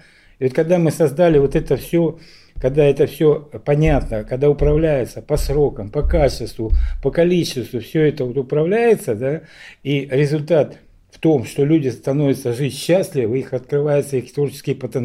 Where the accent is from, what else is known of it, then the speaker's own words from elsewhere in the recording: Donbas, Ukraine; Вот я говорил уже, что я сам с Донбасса, да.